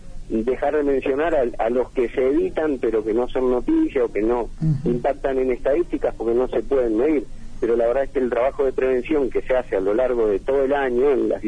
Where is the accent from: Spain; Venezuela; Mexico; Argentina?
Argentina; El Bolsón, Río Negro; En mi caso, nacido y criado acá en El Bolsón.